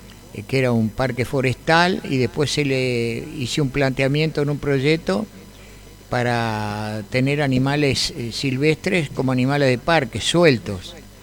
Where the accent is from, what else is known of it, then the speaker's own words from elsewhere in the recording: Montevideo, Uruguay; yo soy oriundo de Montevideo, el barrio Atahualpa. Y siempre me quedé por esa zona